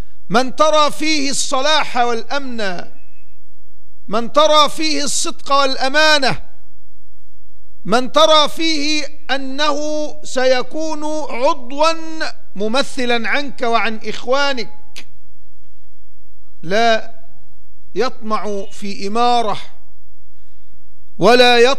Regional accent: Egypt; من تاريخ بلدنا مصر، وهي تمر في هذه الأوقات بمرحلة شديدة الأهمية

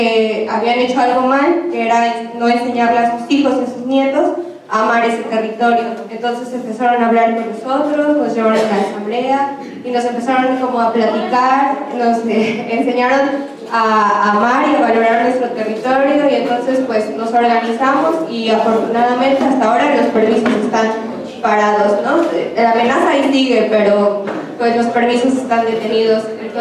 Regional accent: Puebla, Mexico; yo soy de Puebla, soy de la Sierra Nororiental, soy totonaca

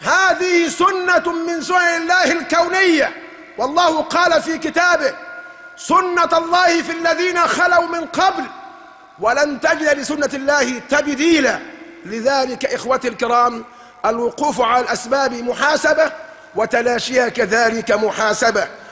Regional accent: Egypt; وليسلخونا كمصريين من انتمائنا لبلادنا

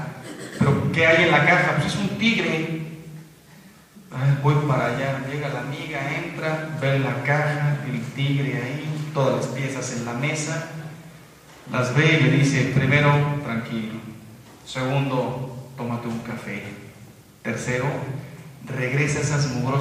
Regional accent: Mexico; yo se los digo como mexicano. Soy mexicano.

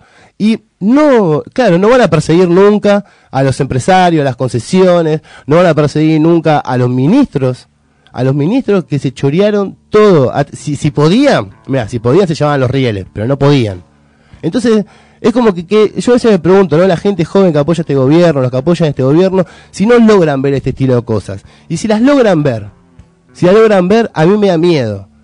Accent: Argentina; Y si somos argentinos, estamos capacitados para hablar de cualquier cosa.

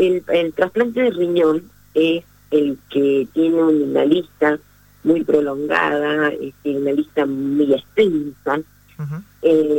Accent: Argentina; nosotros como argentinos hemos tenido y seguimos teniendo una de las leyes de más avanzada en el mundo

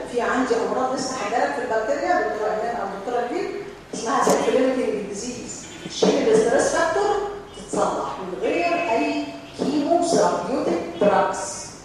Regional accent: Egypt; لكن هنا عندنا في مصر

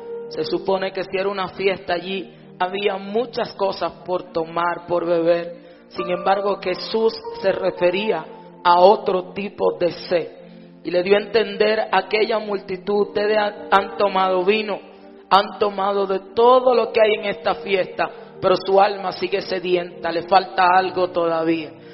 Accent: Dominican Republic; como dominicanos, nos llevamos una linda experiencia de este lugar

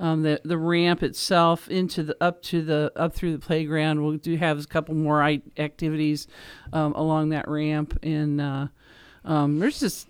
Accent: Dayton, Ohio, United States; I grew up in Dayton, Ohio, and the playground had an old a hook and ladder fire truck

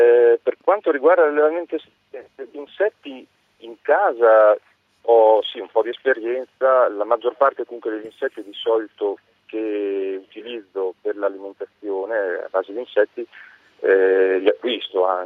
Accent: Emilia-Romagna, Italy; Io sono romagnolo, quindi difendo comunque i nostri, diciamo, gusti romagnoli

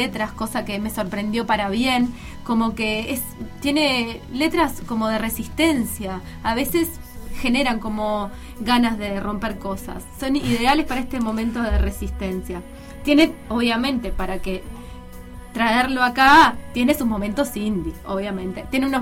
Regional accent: Uruguay; lo nuestro como uruguayo, si es que existe algo, existe lo nuestro, no sé.

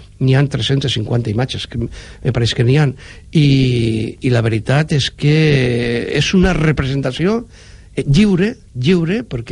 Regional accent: Valencian Community, Spain; expressant lo que som els valencians, no?

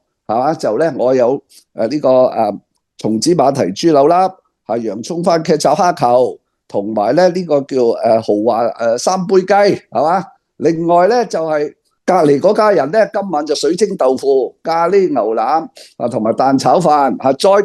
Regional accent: Shanghai, China; now in Hong Kong; 我哋都系20年前咧，都系大陆落嚟噶嘛。我上海人嘛，系嚟到呢度咧

